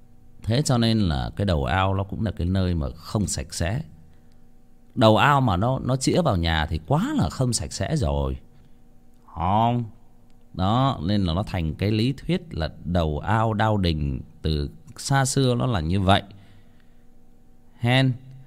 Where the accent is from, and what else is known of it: Hưng Yên, Vietnam; born or raised there